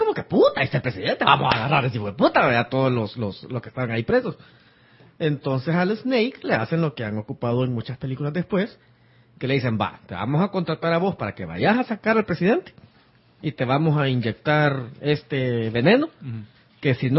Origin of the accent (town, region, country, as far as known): Acajutla, Sonsonate, El Salvador; born or raised there